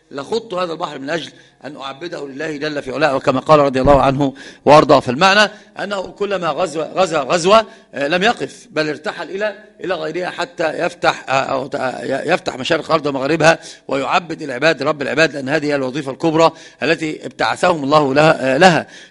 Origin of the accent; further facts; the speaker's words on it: Egypt; وهذا القراء عندنا في مصر كثير ما يفعلون ذلك